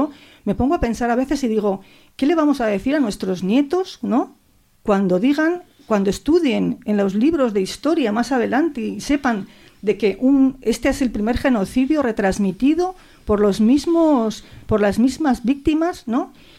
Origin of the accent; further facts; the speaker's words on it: Basque Country, Spain; Yo soy vasca y a mí me marcó toda la vida el bombardeo de Guernica